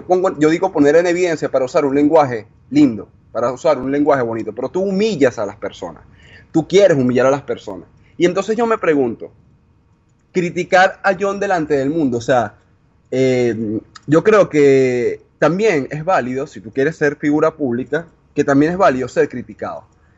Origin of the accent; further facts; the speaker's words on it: Venezuela; now in Argentina; yo soy venezolano, actualmente estoy en Argentina por trabajo, pero pienso volver a mi país